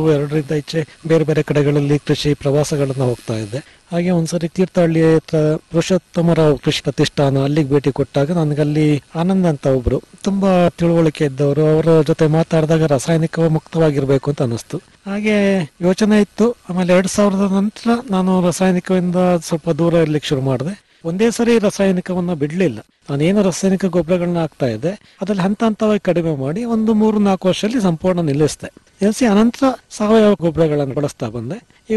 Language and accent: Kannada; Somwarpet, Karnataka, India; ಮೂಲತಃ ಕೃಷಿ ಕುಟುಂಬದಿಂದನೇ ಬಂದಿರೋದು. ನಮ್ಮ ತಂದೆ ತಾಯಿ ಎಲ್ಲ ಕೃಷಿಕರೇ. ನನ್ನ ವಿದ್ಯಾಭ್ಯಾಸ ಸೋಮವಾರಪೇಟೆಯಲ್ಲೇ ಆಯಿತು, ಪ್ರಾಥಮಿಕ ಮತ್ತು ಪ್ರೌಢ ವಿದ್ಯಾಭ್ಯಾಸ.